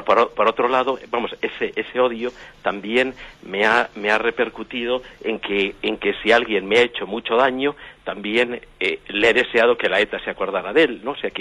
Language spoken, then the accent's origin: Spanish; Madrid, Community of Madrid, Spain; Mire, le llamo de Madrid. Soy uno, o soy oriundo del País Vasco, yo soy madrileño